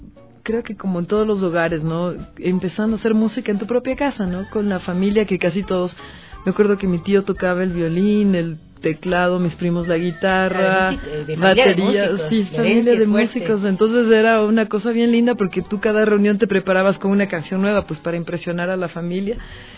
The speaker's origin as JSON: {"language": "Spanish", "town": "Quito", "region": "Pichincha", "country": "Ecuador", "also_born_or_lived": "Esmeraldas", "said": "yo soy quiteña, mi padre es esmeraldeño y mi mamá también es quiteña. Entonces, bueno, tengo dividido el corazón, como yo siempre digo, porque me pasé gran parte de mi vida en Esmeraldas también, con mi abuelita."}